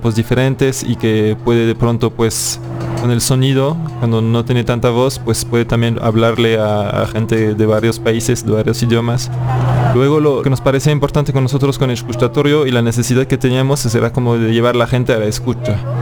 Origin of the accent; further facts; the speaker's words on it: France; now in Mexico; soy francés de origen, vivo en México